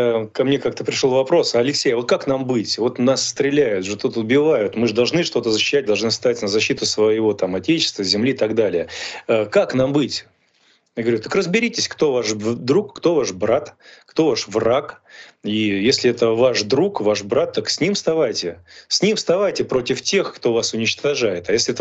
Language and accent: Russian; Russia; born there; если я сам родился в России